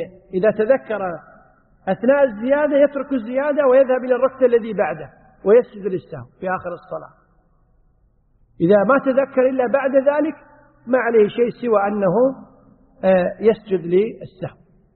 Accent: Kuwait; عندنا في الكويت يقولون للرجل الكبير المسؤول السيد فلان

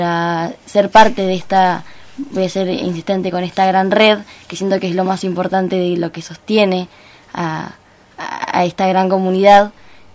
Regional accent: Comodoro Rivadavia, Chubut, Argentina; también soy parte del proyecto. Soy estudiante de gestión ambiental, vengo de Comodoro Rivadavia

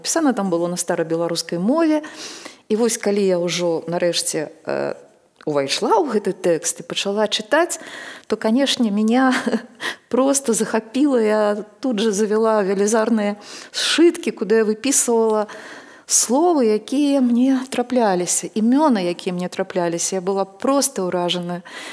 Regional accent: Minsk, Belarus; born there; Я нарадзілася не на Грушаўцы, а як я называю пад Грушы. А цяпер гэта называецца, цяпер это называецца Ружачка.

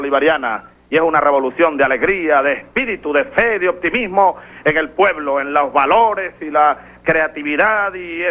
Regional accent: Venezuela; para mí como venezolano

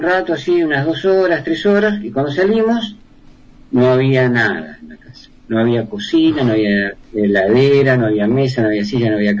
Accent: Argentina; now in Chile; Y hay músicos que me dicen, ¿por qué sos argentino? ¿Y por qué no? ¿Por qué no? ¿Cómo es Argentina? Porque allá hay muchos más lugares.

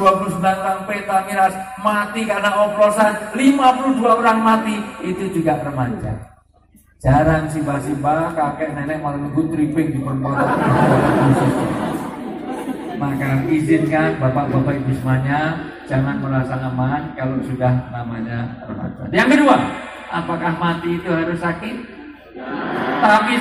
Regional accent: Java, Indonesia; Saya asli orang Jawa

